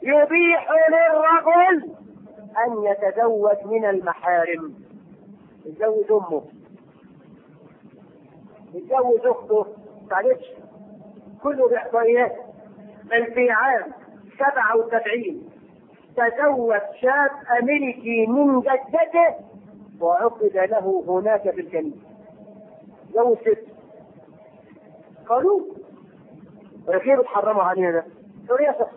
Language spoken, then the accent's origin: Arabic; Egypt; وفي عندنا في مصر يسمي بنته دينا وديانا